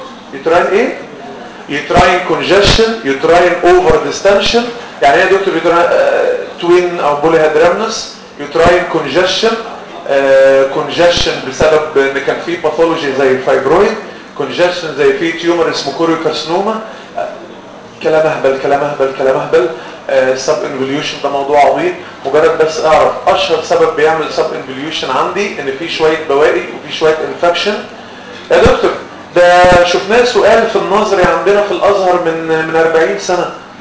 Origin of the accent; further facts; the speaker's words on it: Egypt; ودي مأساة عندنا في مصر